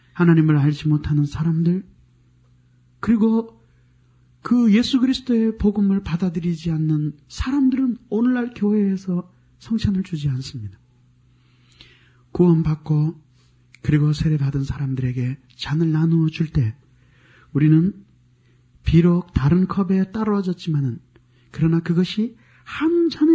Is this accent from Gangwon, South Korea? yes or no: yes; Gangwon, South Korea; now in Seoul, South Korea; 나 서울에서 태어나서 경기도는 본적이고 강원도에서 자랐어요. 근데 서울로 다시 왔어요.